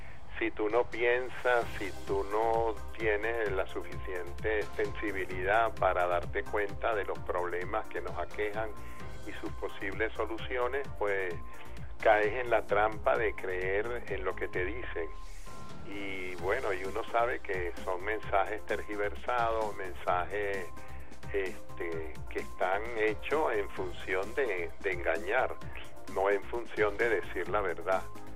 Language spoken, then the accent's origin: Spanish; Caracas, Capital District, Venezuela; now in Valencia, Venezuela; Caracas es mi ciudad natal. Aunque yo viva en Valencia, mis vínculos con Caracas son absolutamente totales, integrales.